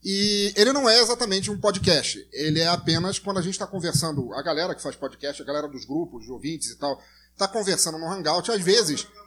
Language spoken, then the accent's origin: Portuguese; Rio de Janeiro, Brazil; eu cresci no Rio de Janeiro, mas na verdade eu sou angolano.